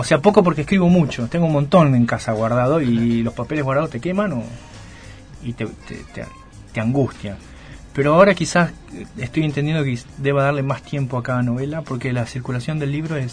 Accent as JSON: {"language": "Spanish", "town": "Mar del Plata", "region": "Buenos Aires Province", "country": "Argentina", "tie": "born or raised there", "also_born_or_lived": "Vicente López / Luján", "said": "Me crié acá hasta los 18, me fui a La Plata."}